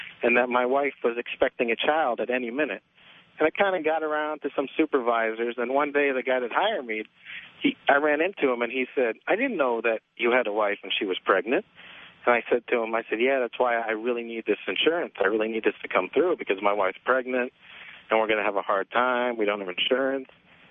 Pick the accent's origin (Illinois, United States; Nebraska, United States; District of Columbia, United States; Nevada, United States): Nevada, United States; Las Vegas; Anyways, I'm from Vegas, and I used to work for a major casino out there